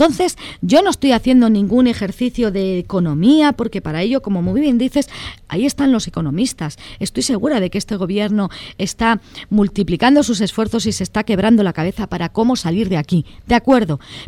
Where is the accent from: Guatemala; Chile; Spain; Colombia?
Spain; Valladolid, Castile and León; en Valladolid, mi tierra natal